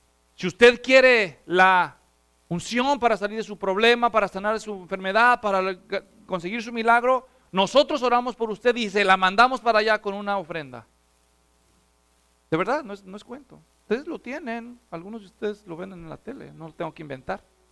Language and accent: Spanish; Guadalajara, Jalisco, Mexico; la ciudad natal de donde yo soy, en Guadalajara, México.